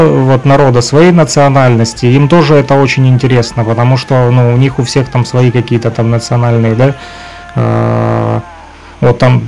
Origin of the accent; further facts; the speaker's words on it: Luhansk Oblast, Ukraine; в том числе и мы из ЛНР.